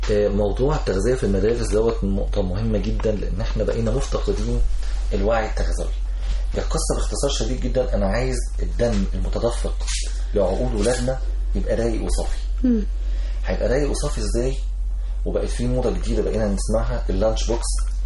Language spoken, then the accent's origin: Arabic; Egypt; وجبات سريعه دي حاجه مستحدثه عندنا في مصر